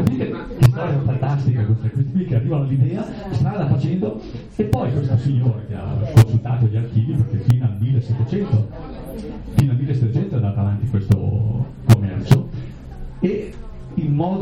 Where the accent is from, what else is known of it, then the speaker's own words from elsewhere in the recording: Lasa, Trentino-Alto Adige, Italy; born there; io tra l'altro sono nato per caso a Lasa